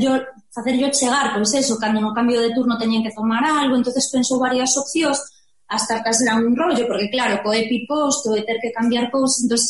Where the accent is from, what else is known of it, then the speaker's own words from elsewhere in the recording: Lugo, Galicia, Spain; Mira, eu son de Lugo e hai unha rapaza que estudiamos no mesmo colexio